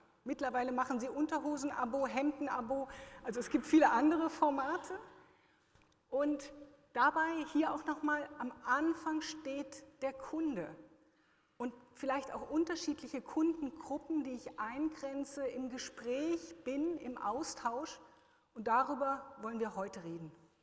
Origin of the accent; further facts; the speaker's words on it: Germany; now in Switzerland; ich als Deutsche nach einem Dekade in der Schweiz